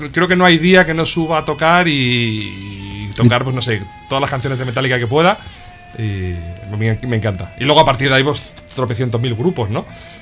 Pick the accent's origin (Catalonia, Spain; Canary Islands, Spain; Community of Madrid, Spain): Catalonia, Spain; Yo soy catalán, o sea que soy medio español solo.